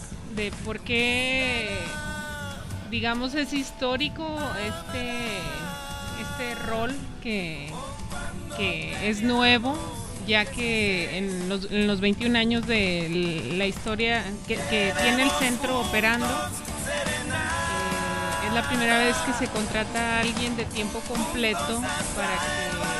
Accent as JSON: {"language": "Spanish", "town": "Torreón", "region": "Coahuila", "country": "Mexico", "tie": "born there", "also_born_or_lived": "Mexico City", "said": "Yo nací en la ciudad de Torreón, Coahuila, en el norte de México."}